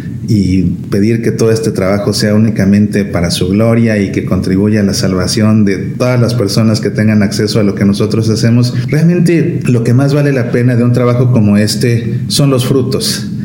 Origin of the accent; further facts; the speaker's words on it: Mexico; Obviamente, como buen mexicano, me encantan los tacos.